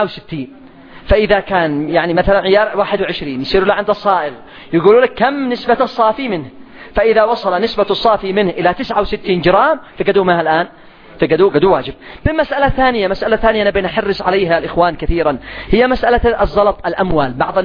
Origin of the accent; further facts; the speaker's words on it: Yemen; اليوم الجرام الواحد عندنا في اليمن كم؟